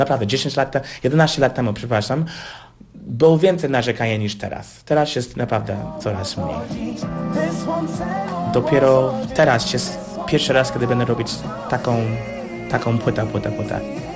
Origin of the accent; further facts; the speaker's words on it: United States; Polish is a second language; U nas w Stanach jest tak, że mamy program muzyczny normalny w szkołach, na szkoła publiczna